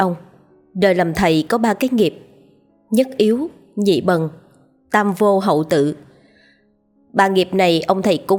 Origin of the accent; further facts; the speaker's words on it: Hai Hung, Vietnam; Tôi sinh ra và lớn lên ở miền Bắc, thuộc tỉnh Hải Hưng cũ.